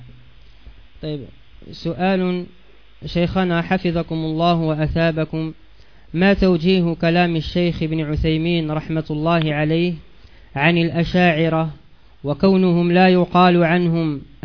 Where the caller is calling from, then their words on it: Morocco; عندنا بالمغرب ظاهرة وهي انتشار تميمة على شكل يد وخمسة أصابع تسمى الخميسة